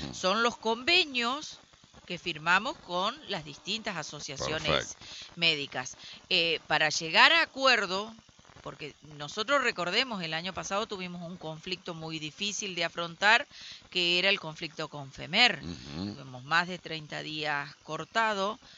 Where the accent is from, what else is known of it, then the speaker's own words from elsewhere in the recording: Diamante, Entre Ríos, Argentina; Si me permiten cortito, yo soy de Diamante